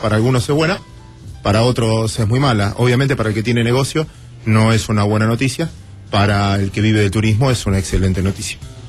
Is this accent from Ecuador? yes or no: no; Mar del Plata, Buenos Aires Province, Argentina; Yo soy de Mar del Plata, yo soy marplatense.